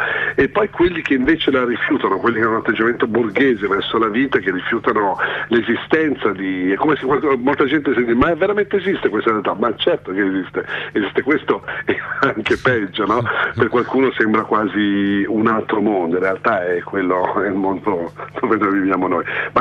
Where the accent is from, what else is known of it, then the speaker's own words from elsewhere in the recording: Milan, Lombardy, Italy; Se sono un napoletano, ma nato, cresciuto e vivo ancora a Milano